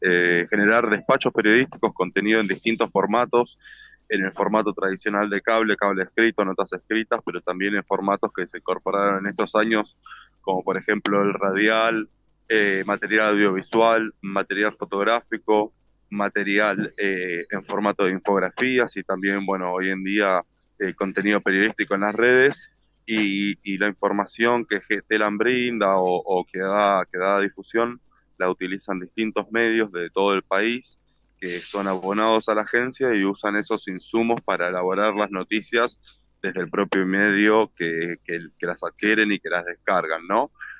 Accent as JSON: {"language": "Spanish", "region": "Buenos Aires", "country": "Argentina", "said": "Yo soy de Buenos Aires"}